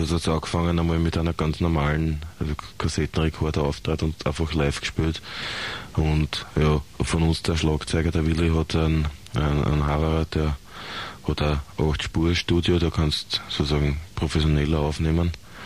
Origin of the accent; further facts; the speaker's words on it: Vöcklabruck, Upper Austria, Austria; wir sind aus Vöcklabruck und sind zusammengesessen bei uns im Kirchenköller